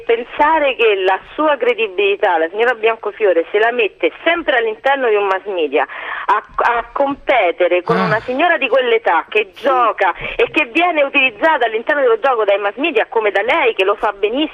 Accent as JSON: {"language": "Italian", "town": "Rome", "region": "Lazio", "country": "Italy", "tie": "born or raised there", "said": "sono romana, cresciuta a Roma, eccetera."}